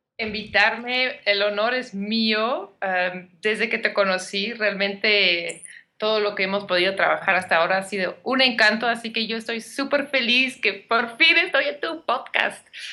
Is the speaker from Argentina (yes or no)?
no; Belgium; now in Mexico; yo soy de Bélgica, pero llevo 10 años viviendo en México